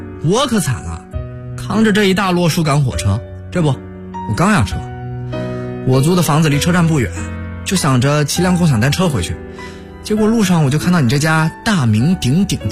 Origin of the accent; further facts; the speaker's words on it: Fujian, China; 我的老家是在福建闽南的山区里，那边有个小村子叫做粗坑